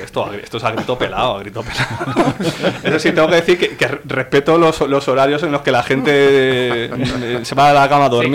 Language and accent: Spanish; Madrid, Community of Madrid, Spain; lo puedes hacer en Madrid, nosotros somos de Madrid